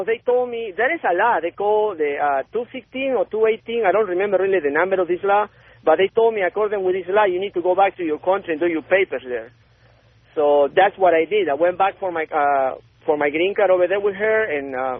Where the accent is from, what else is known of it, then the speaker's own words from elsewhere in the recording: Peru; English is a second language; now in United States; I'm from Peru, man.